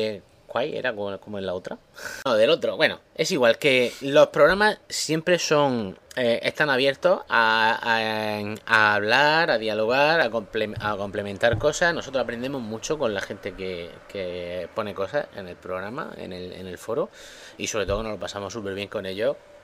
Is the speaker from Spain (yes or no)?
yes; Alicante, Valencian Community, Spain; Oye, es que soy de Alicante, es que no...